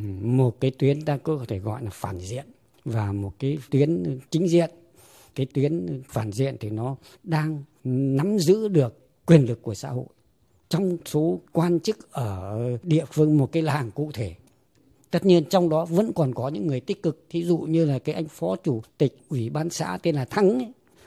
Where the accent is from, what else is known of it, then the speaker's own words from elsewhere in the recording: Red River Delta, Vietnam; Tôi rất may mắn là sinh ra và lớn lên ở tại một cái vùng quê. Quê tôi là bên bờ sông Đáy, nằm sâu trong cái vùng đồng bằng Bắc Bộ.